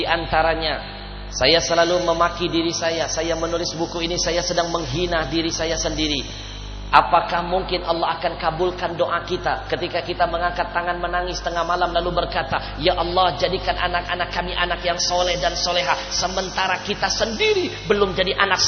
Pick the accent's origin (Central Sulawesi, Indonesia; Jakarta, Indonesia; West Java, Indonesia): Jakarta, Indonesia; Sekarang kalau dengar Bogor hujan, tengah malam kita orang Jakarta gak tenang tidurnya.